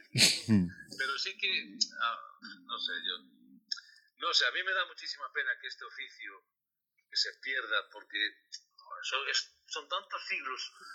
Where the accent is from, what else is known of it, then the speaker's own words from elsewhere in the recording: Asturias, Spain; los que somos asturianos somos muy asturianos